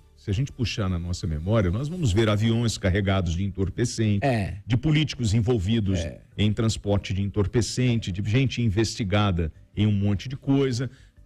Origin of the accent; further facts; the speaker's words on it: Rio de Janeiro, Brazil; não sou de Minas Gerais, nasci no Rio de Janeiro, numa favela, e desde que eu sou moleque